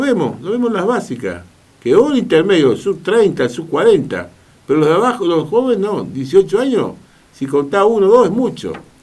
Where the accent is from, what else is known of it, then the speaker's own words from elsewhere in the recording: Argentina; No sé si nosotros realmente estamos capacitados en este momento como pueblo argentino para ver estas cosas.